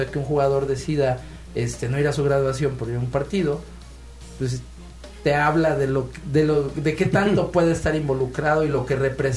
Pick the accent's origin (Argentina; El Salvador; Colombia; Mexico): Mexico; Parece que somos mexicanos. Entonces, no hay imposibles ahí.